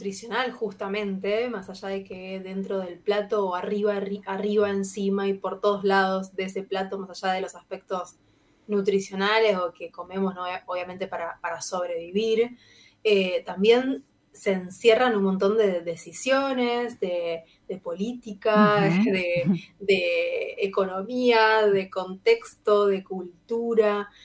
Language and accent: Spanish; Rosario, Santa Fe, Argentina; soy rosarina, así que estoy en Rosario, en mi casa que es Rosario.